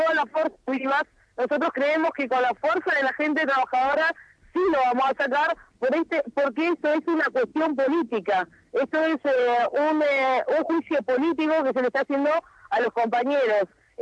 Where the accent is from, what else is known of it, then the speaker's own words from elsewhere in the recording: Las Heras, Argentina; la localidad de Las Heras, mi pueblo, estaba totalmente sitiado y quedó con miedo.